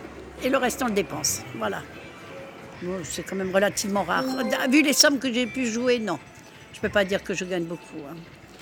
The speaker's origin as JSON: {"language": "French", "town": "Strasbourg", "region": "Grand Est", "country": "France", "said": "Parce que nous, on vient de Strasbourg."}